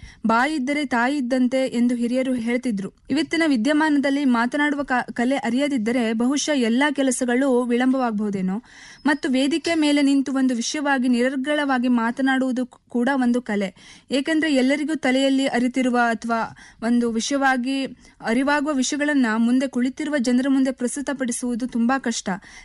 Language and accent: Kannada; Yellapur, Karnataka, India; ನನ್ನ ಊರು ಉತ್ತರ ಕನ್ನಡ ಜಿಲ್ಲೆಯ ಯಲ್ಲಾಪುರ.